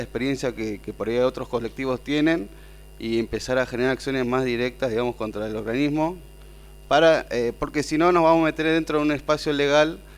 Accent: La Rastrojera, Misiones, Argentina; Bueno, yo soy de Misiones, de La Rastrojera

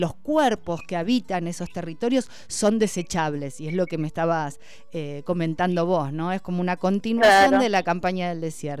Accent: Rosario, Santa Fe, Argentina; Porque soy rosarina, soy mal. Rosarina, la conozco.

